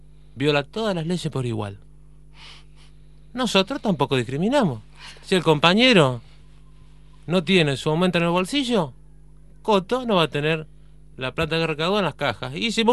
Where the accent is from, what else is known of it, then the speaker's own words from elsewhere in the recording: Entre Ríos, Argentina; Yo soy de Entre Ríos, el panza verde